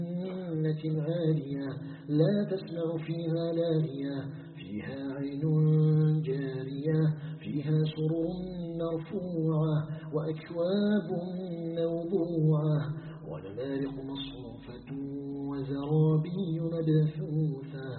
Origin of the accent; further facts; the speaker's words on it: Algeria; نسأله سبحانه أن يجعل بلدنا الجزائر بلدا آمنا مطمئنا